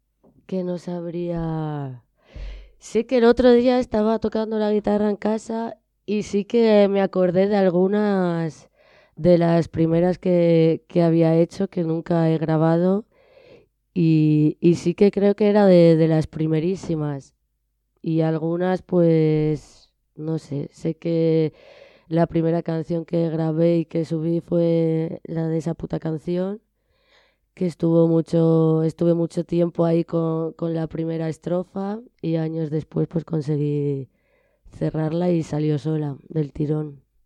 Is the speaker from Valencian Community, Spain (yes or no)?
yes; Alicante, Valencian Community, Spain; now in Madrid, Spain; Sí, soy de Alicante, nací allí. Y me vine a Madrid muy jovencita